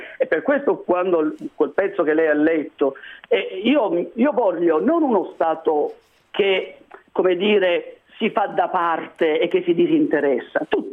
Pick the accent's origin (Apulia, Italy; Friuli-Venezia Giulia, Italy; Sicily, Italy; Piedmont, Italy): Apulia, Italy; Io sono pugliese, quindi mi riferisco in particolare delle situazioni dell'Italia meridionale